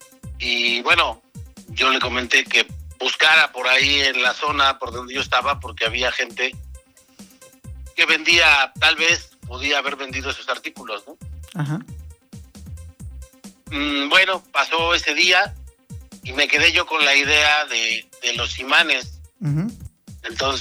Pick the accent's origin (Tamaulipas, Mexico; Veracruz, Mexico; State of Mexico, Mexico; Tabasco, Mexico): State of Mexico, Mexico; Nezahualcóyotl; now in Toluca, Mexico; Yo soy originario de Ciudad Nezahualcóyotl y desde hace 31 años aproximadamente vivo en la ciudad de Toluca.